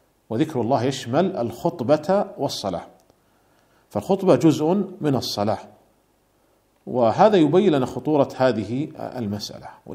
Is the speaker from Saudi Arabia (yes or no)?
yes; Saudi Arabia; التي تمثل ولي الأمر هنا عندنا في المملكة العربية السعودية